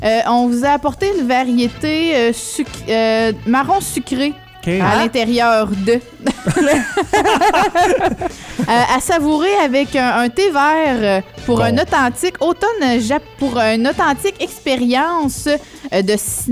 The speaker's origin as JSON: {"language": "French", "region": "Quebec", "country": "Canada", "said": "Je viens de la Gaspésie, OK? Puis des machines distributrices, on avait souvent de la morue séchée, salée."}